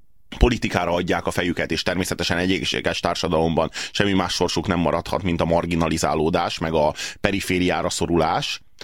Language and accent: Hungarian; Hungary; Tehát állítólag mi magyarok vagyunk a szélsőségesek.